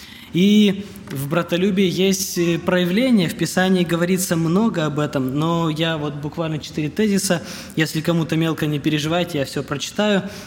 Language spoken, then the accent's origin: Russian; Petrozavodsk, Republic of Karelia, Russia; я из Петрозаводска, мне 28 лет.